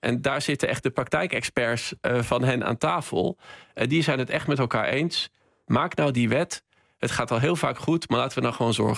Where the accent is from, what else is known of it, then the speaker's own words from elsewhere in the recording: North Holland, Netherlands; Ja, ik ben opgegroeid in West-Friesland.